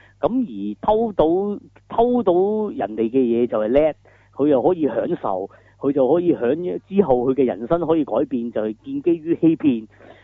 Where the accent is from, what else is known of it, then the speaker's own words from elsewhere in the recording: Hong Kong; 如果我哋香港人見，就更加真係，我覺得幾趕客嘅